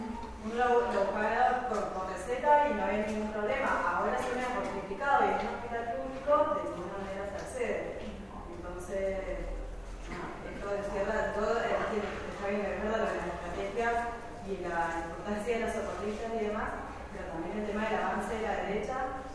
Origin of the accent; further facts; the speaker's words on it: Mendoza, Argentina; yo también soy de Mendoza